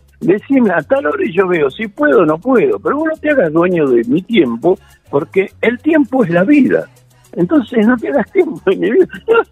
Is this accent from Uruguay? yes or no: no; Argentina; Como buen argentino, llegué, sí.